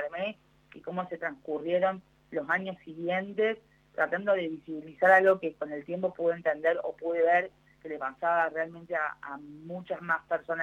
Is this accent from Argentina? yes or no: yes; Córdoba, Argentina; also born or lived in Villa Carlos Paz; yo soy cordobesa, Córdoba Capital ha avanzado muchísimo en materia de accesibilidad, digo, eso lo digo siempre que puedo, pero sin embargo viví los últimos 7 años de mi vida en Villa Carlos Paz